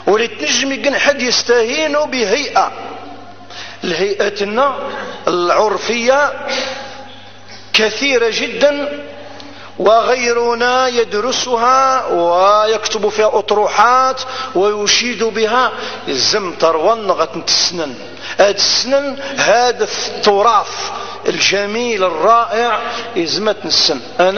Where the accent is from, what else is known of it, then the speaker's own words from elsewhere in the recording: Ghardaïa Province, Algeria; أنا جزائري. فكل الجزائريين إخوان